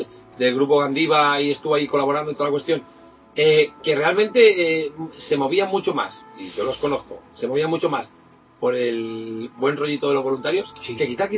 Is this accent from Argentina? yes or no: no; Bilbao, Basque Country, Spain; de Bilbao. Soy de Bilbao, pero he sido en otro rincón de España muy distante.